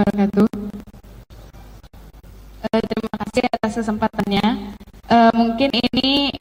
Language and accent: Indonesian; Bandung, West Java, Indonesia; now in Jakarta, Indonesia; Saya itu berasal dari Bandung, sering kereta juga, tapi udah lama di Jakarta.